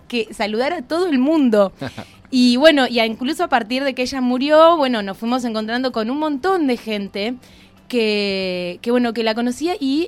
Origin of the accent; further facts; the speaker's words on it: Buenos Aires Province, Argentina; soy de Buenos Aires, del conurbano. En Pilar vivo, vivo un poco en Pilar, un poco en Exaltación de la Cruz, dado que en Exaltación de la Cruz milito, así que mi vida pasa mucho por ahí también.